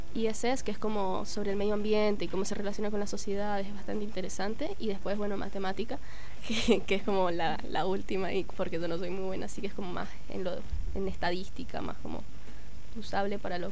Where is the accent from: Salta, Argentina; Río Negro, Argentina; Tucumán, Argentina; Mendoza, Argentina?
Mendoza, Argentina; en el campamento, de 36 personas, 16 éramos mendocinos